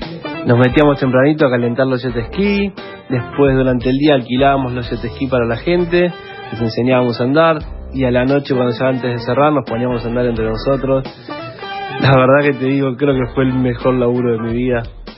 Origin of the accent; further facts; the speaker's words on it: Mar del Plata, Buenos Aires Province, Argentina; now in Canada; desde Canadá ahora. Vivo en Canadá hace 8 años. Mi primer laburo, soy de Mar del Plata